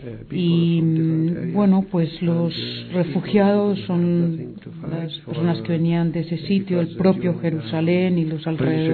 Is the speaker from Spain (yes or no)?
no; Dheisheh, West Bank, Palestine; Para explicar un poco cómo surgió Deisha, el campo de Deisha, de donde vengo yo.